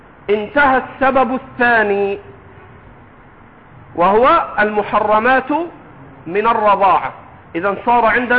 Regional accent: Egypt; accent: Egyptian; حماتك في لهجتنا المصرية

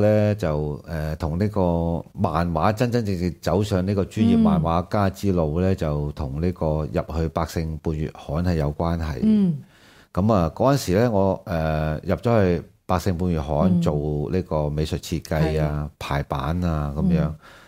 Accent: Hong Kong; 咁我喺香港土生土長

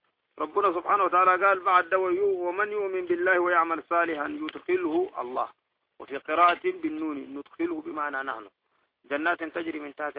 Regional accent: Sudan; حكاية هنا توقع عندنا في السودان وأظنها صحيحة

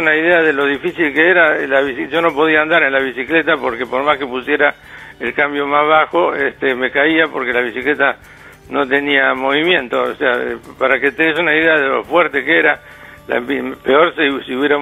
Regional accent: Buenos Aires, Argentina; born there; Yo nací en Buenos Aires, sí, en el hospital británico, en el hospital bancario, que está enfrente a la Plaza Irlanda.

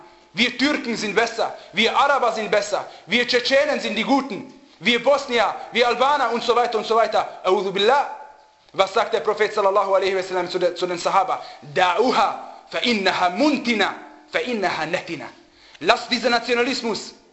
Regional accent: Austria; dass ich als Österreicher geboren werde. Aber dass ich Muslim bin, habe ich mir selber ausgesucht

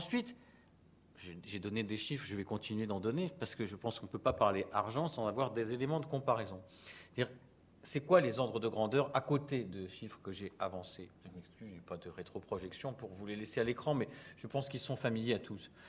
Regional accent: Tours, Centre-Val de Loire, France; je viens de Tours

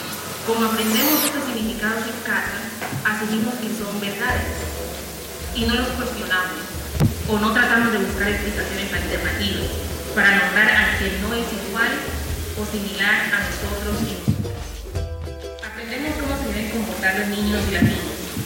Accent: Chocó, Colombia; El departamento de Chocó, en Ismila, donde yo crecí, la mayoría era poblacionada.

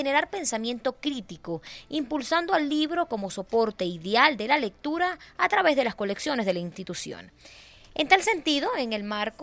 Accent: Venezuela; que nos identifique como venezolanos y nuestro americanos

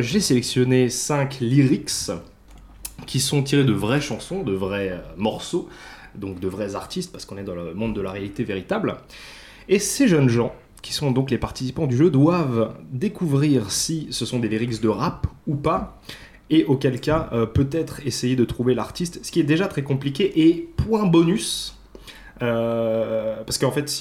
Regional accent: France; En tant que Français, je me sens attaqué.

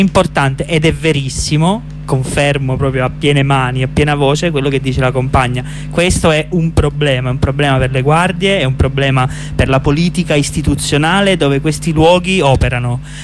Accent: Giulianova, Abruzzo, Italy; Uno in Abruzzo, insomma, nella mia terra, Giulianova

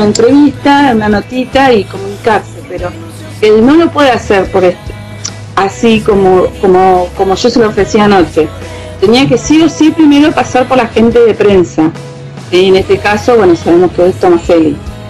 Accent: Cipolletti, Río Negro, Argentina

